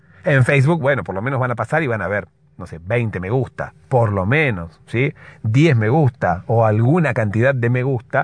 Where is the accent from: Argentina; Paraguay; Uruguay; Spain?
Argentina; Se nota que soy de Argentina.